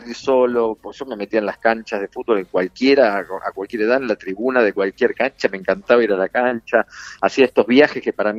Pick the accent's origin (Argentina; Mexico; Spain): Argentina; La Plata, Buenos Aires Province; Sí, muchos nací en años en La Plata. En La Plata hasta que terminé el secundario.